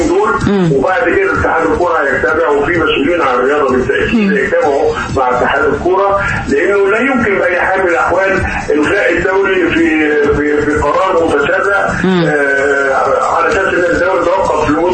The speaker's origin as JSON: {"language": "Arabic", "country": "Egypt", "said": "احنا عندنا في مصر الحالة شغالة كويس جدا"}